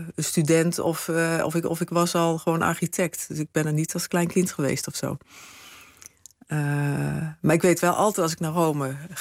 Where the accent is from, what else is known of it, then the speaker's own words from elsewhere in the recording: Limburg, Netherlands; ja, ik kom uit Zuid-Limburg en daar ben ik geboren.